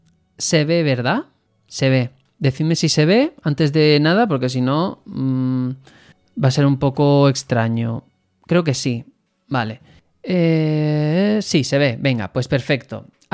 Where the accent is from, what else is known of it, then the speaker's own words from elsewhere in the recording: Spain; primero que somos de España